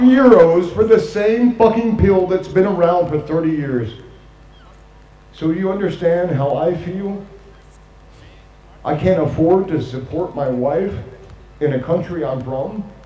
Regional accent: United States; now in Amsterdam, Netherlands; For me, as an American, there's not too many Americans that are illegal refugees, right?

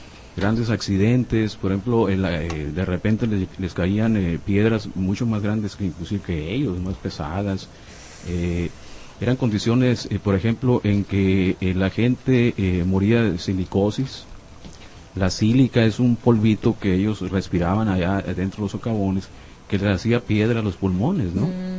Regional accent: Cananea, Sonora, Mexico; yo que soy de Cananea, la gente de Cananea idolatramos a Cananea

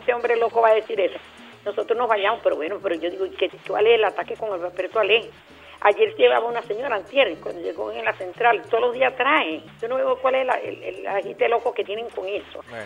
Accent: Venezuela; nosotros los venezolanos

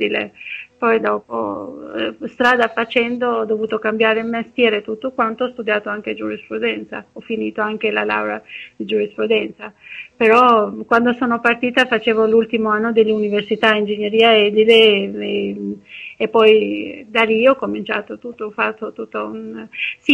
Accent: Durrës, Durrës County, Albania; now in Ancona, Italy; i primi anni non ho potuto neanche vedere che Ancona aveva un mare, anche se io sono partita da Durazzo, il mare l'ho visto molto dopo

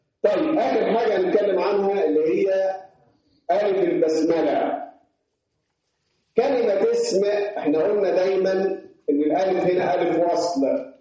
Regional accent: Upper Egypt, Egypt; احنا عندنا في الصعيد ده وعلى غير الصعيدي اختصرنا كلمه ابن في الباء وحدها

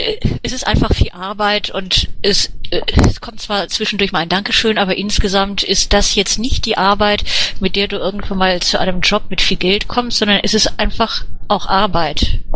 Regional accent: Cologne, North Rhine-Westphalia, Germany; wobei ich komme ja aus Köln und bei Darmstadt habe ich jetzt nicht das Gefühl, dass es der Nabel der Welt ist.

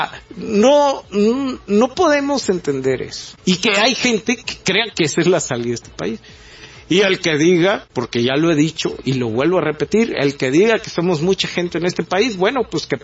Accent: Mexico; somos mexicanos, que no somos muy altos, que estamos chaparros, prietos y panzones

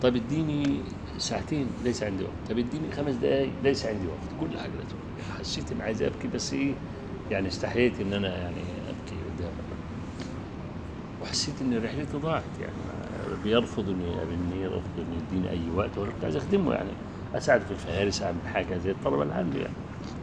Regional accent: Egypt; كان عندنا في مصر يعني

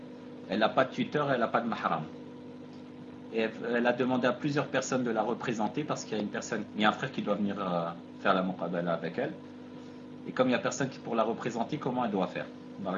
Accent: Algeria; La noix de muscade, chez nous en Algérie, on l'appelle Jouz-Tib.

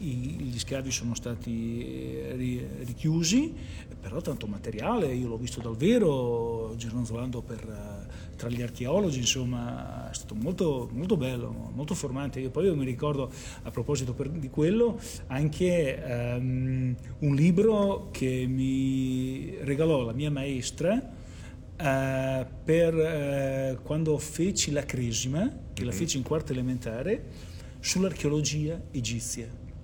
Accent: Voghiera, Emilia-Romagna, Italy; also born or lived in Bologna; io sono nato a Bologna e mi sono trasferito, i miei genitori mi hanno portato qua in età scolare, cioè quando ho cominciato la prima elementare, nel 74-75. Quindi diciamo il mio ricordo di Voghiera comincia nel periodo scolastico

